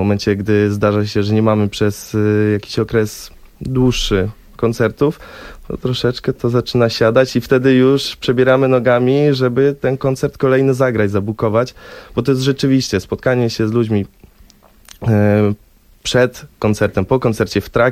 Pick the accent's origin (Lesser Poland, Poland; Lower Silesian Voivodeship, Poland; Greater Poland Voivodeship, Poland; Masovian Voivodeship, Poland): Lower Silesian Voivodeship, Poland; Wrocław; Proszę, z Wrocławia, jesteśmy z Wrocławia.